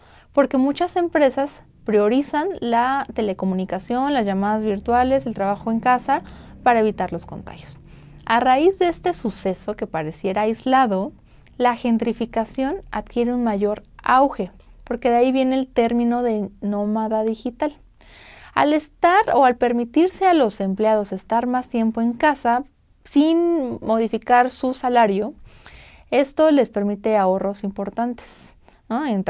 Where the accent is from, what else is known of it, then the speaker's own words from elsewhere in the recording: Mexico; Y pues al principio nosotros como mexicanos lo veíamos como que muy chévere, ¿no?